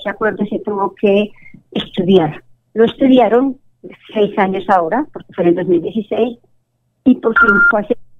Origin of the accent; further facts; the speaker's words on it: Colombia; yo lo digo como una amiga, como una colombiana